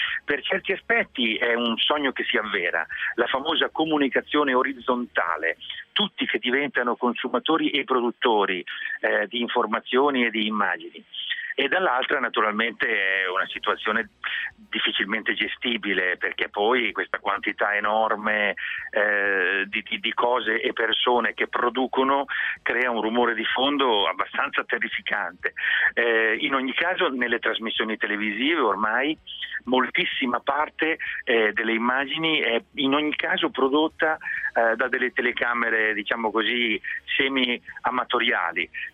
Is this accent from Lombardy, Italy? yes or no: yes; Mantua, Lombardy, Italy; anch'io avrei potuto dire il risotto perché, diciamo, è un prodotto delle mie parti. Io sono di origine mantovana